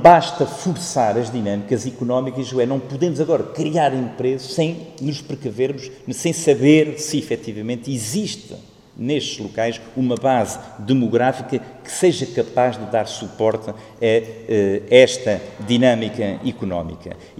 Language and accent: Portuguese; Guarda, Centro, Portugal; eu sou da Guarda